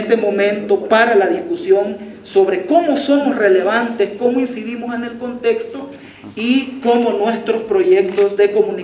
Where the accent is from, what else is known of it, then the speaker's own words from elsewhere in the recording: El Salvador; En general, en América Latina o en mi país. Ah, en El Salvador.